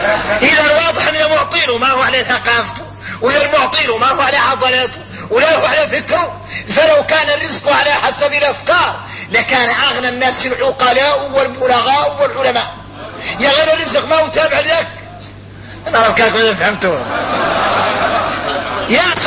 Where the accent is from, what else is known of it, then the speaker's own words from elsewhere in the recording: Mauritania; احنا موريتاني نقولوا هذا حصل من عرقة ناظري